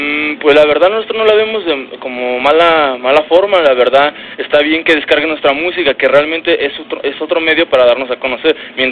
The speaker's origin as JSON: {"language": "Spanish", "region": "State of Mexico", "country": "Mexico", "said": "De hecho, pues nosotros somos del Estado de México y cada vez que vamos para allá son reventones"}